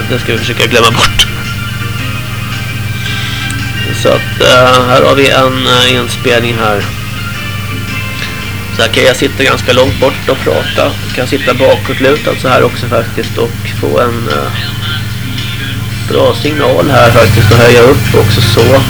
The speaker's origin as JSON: {"language": "Swedish", "town": "Gothenburg", "region": "Västra Götaland County", "country": "Sweden", "said": "Och jag är som sagt från Kärtedala i Göteborg."}